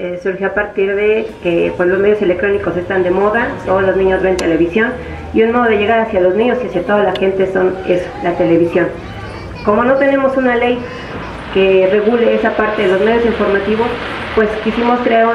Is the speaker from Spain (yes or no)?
no; Santa Cecilia Tepetlapa, Mexico City, Mexico; Vengo de Santa Cecilia Tepetlapa. Todos lo conocen, es un pueblo que está ubicado en los pueblos de la montaña.